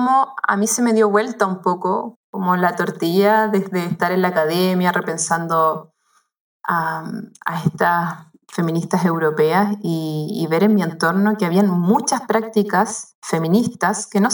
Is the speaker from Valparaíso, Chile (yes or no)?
yes; Valparaíso, Chile; born there; Vivo en el campo, me he movido siempre en valles, donde yo nací, en el Valle del Marga Marga, y ahora estoy acá. Tengo un hijo de casi 11 años.